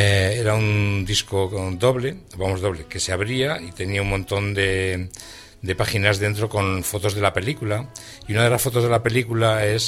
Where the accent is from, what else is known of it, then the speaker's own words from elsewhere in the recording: Huesca, Aragon, Spain; moved away as an adult; now in Madrid, Spain; yo no soy de Madrid, soy de Huesca, y vine a estudiar a Madrid